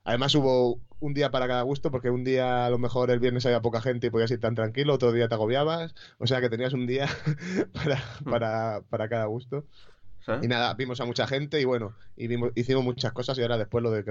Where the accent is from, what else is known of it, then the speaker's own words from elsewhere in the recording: Orihuela, Valencian Community, Spain; yo soy de Orihuela, que más o menos somos alicantinos, pero murcianos de corazón